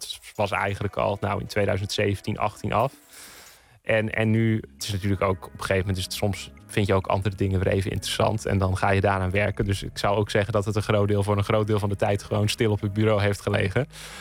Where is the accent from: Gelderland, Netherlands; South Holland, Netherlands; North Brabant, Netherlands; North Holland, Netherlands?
Gelderland, Netherlands; Elburg; ik ben zelf opgegroeid in Elburg. Dat is op de Veluwe.